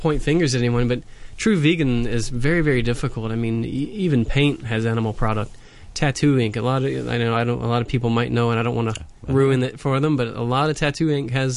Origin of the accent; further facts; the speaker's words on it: United States; You know, as an American, it's usually mayonnaise-based